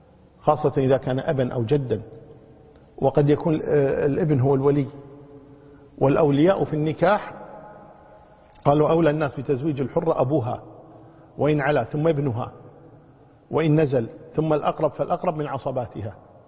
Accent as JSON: {"language": "Arabic", "country": "Kuwait", "said": "عندنا في الكويت هنا البنوة مقدمة على الأبوة"}